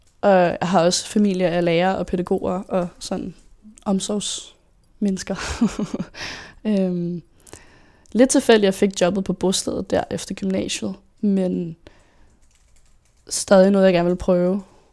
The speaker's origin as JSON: {"language": "Danish", "town": "Søborg", "region": "Capital Region of Denmark", "country": "Denmark", "tie": "born or raised there", "said": "Jeg er født og opvokset i Søborg"}